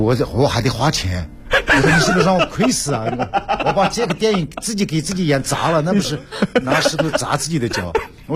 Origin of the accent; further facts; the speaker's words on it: Sichuan, China; 而且这个是我家乡嘉荣方言的第一部电影，